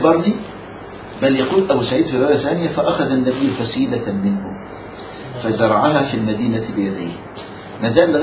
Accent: Egypt; بياخدوا جبال الرمان عندنا في مصر

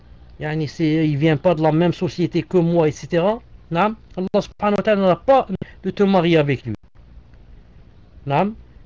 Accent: Algeria; directement, je suis algérien, elle est algérienne

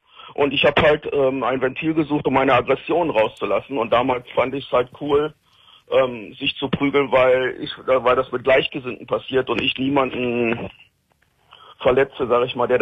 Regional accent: Rhineland, Germany; Also bei uns im Rheinland sagt man, das ist ein Schwadlapp.

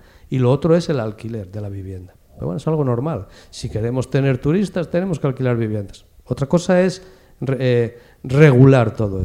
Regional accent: Mieres, Asturias, Spain; yo que vengo de Mieres

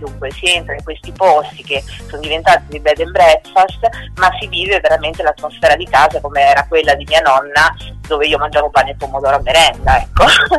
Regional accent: Marche, Italy; now in Emilia-Romagna, Italy; sono tornata nelle Marche, nella zona del Fermano, da cui, insomma, la mia terra natale, perché ora vivo in Emilia, però sono marchigiana.

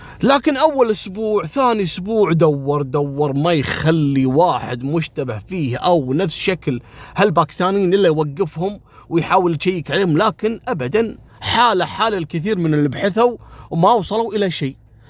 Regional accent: Kuwait; احنا عندنا في الكويت قبل كنا مثلا البنغلاديشي يعني نبعده

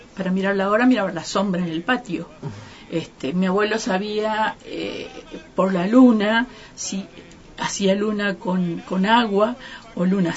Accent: Santa María, Catamarca, Argentina; born there; Nací en Santa María, que es una ciudad que queda en la parte norte de Catamarca, casi en el límite con Salta y Tucumán, cercano a Cafayate

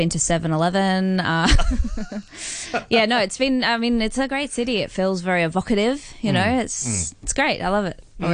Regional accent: Brisbane, Queensland, Australia; I mean, I'm from Brisbane, which is very, very tiny. Well, not very tiny, but it's a small city and... Australia

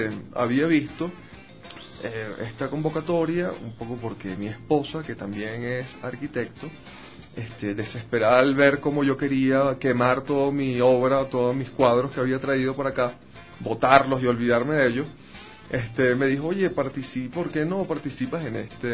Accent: Venezuela; Sí, soy artista plástico, venezolano

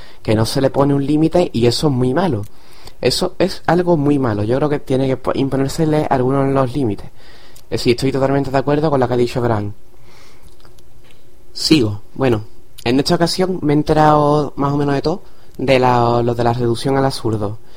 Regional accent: Cádiz, Andalusia, Spain; esto de que soy de Cádiz

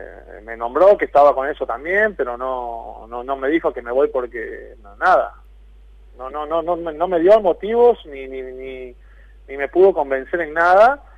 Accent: Italy; Spanish is a second language; moved away; Y sí, en 2006 vine de Italia.

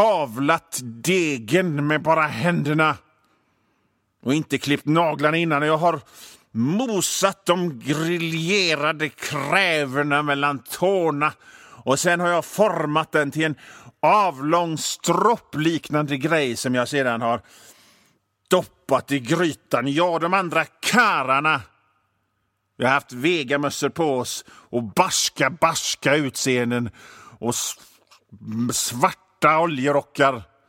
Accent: Hönö, Västra Götaland County, Sweden; also born or lived in Mölndal; För jag är ju från Bohuslän. Jag är född i Mölndal i och för sig. Men sen så togs jag en liten korg i en vit Opel. För det var det faktiskt. Även om det var beige. Ja, skit i det. Till Hönö där jag växte upp.

